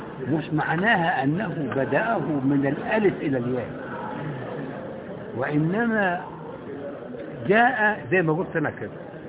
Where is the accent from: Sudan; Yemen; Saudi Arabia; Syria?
Yemen; أنا من اليمن